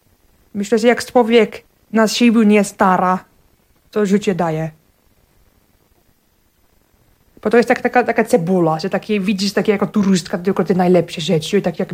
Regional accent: Finland; Polish is a second language; now in Poland; Zapytał i tak, a Finlandia, oj, taki od razu, czemu Polska?

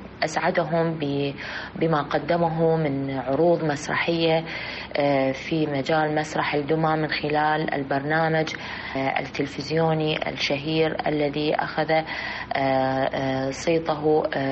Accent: Iraq; يرتقي بهذا الفن في بلدنا العراق

